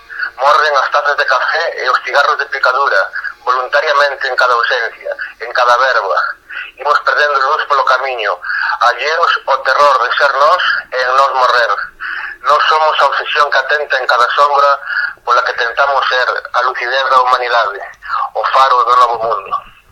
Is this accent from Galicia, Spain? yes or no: yes; Pontevedra, Galicia, Spain; soy de Pontevedra, Galicia.